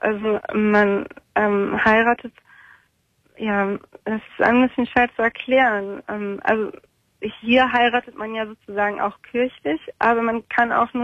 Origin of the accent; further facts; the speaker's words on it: Germany; Und ich bin Deutsche, genau.